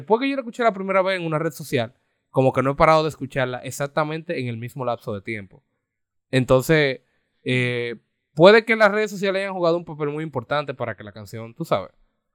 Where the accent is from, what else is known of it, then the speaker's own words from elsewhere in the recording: Dominican Republic; como dominicano, es una canción que yo comencé a escuchar